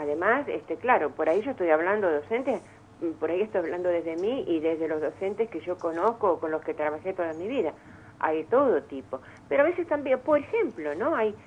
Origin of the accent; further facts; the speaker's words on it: Argentina; tiene que ver con nuestra identidad como argentinos